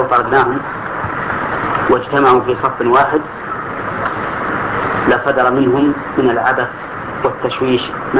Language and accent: Arabic; Al-Qassim, Saudi Arabia; عندنا في القصيم لا ذكر لها إطلاقا وهي ميتة